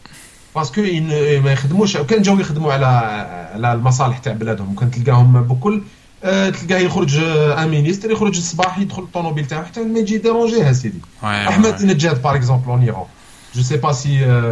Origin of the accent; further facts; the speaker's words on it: Algeria; Tu m'as rappelé en tant qu'Algérien